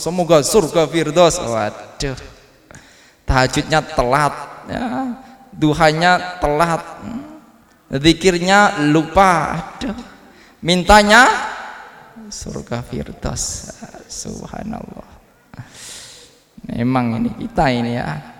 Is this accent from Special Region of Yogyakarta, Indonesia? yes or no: no; Tulungagung, East Java, Indonesia; daerah saya dulu di Tulungagung itu juga pernah itu